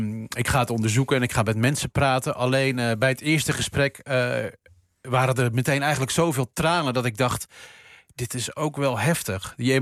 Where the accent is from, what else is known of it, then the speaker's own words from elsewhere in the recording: Rotterdam, South Holland, Netherlands; Nou ja, ik was toen 8. Ik kom uit Rotterdam.